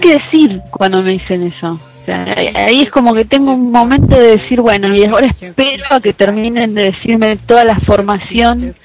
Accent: Argentina; tengo dos reacciones cuando digo que soy argentina

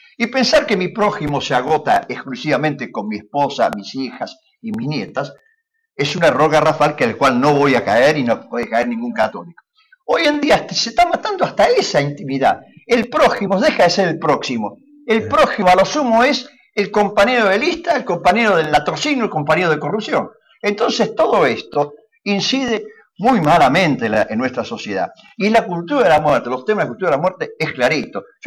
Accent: Argentina; como padres de familia, como argentinos, contra la cultura de la muerte.

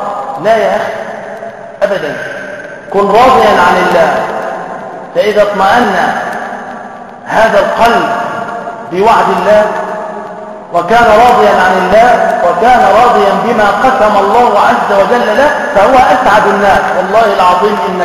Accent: Damietta, Damietta Governorate, Egypt; على فكرة أنا من دمياط

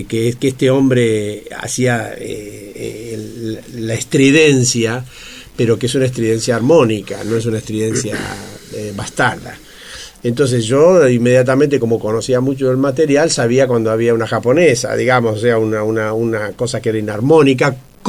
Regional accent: Argentina; Bueno, soy argentino.

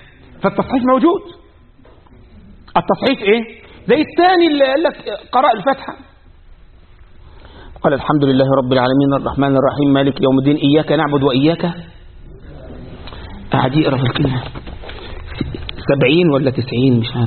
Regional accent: Egypt; عندنا في مصر يقول ايه؟ يا بخت من زار وخفف،

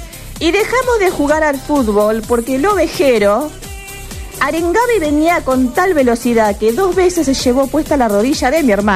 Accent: Quilmes, Buenos Aires Province, Argentina; Pero yo soy de Quilmes, che.

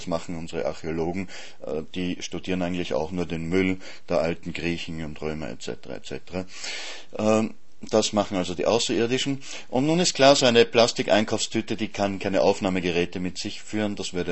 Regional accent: Vienna, Austria; oder eher offensichtlich in meiner Heimatstadt Wien aufgefangen.

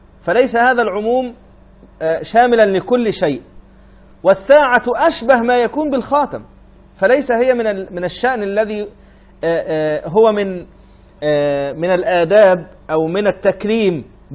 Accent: Egypt; moved away as an adult; انا رجل اصلا مطارد من بلدي يا جماعه، انا رجل خرجت من مصر مطاردا لانني وقفت ضد الانقلاب

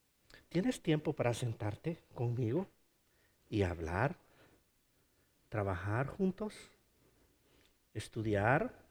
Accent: Honduras; ¿Se imagina que las calles fueran de oro en Honduras, en mi país?

